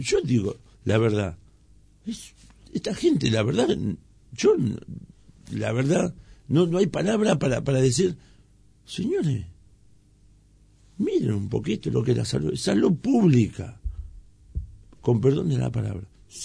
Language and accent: Spanish; Moreno, Buenos Aires Province, Argentina; Yo hace 40 años que vivo en Moreno. Prácticamente nací en Moreno. Mi viejo compró en el año 67 un terrenito acá.